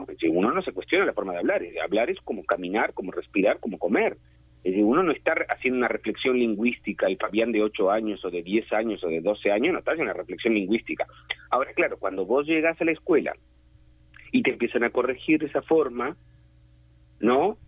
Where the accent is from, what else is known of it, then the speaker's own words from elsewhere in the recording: Uruguay; first language Portuñol; Spanish is a second language; crecieron en una zona del mundo donde nuestra lengua materna era el portuñol.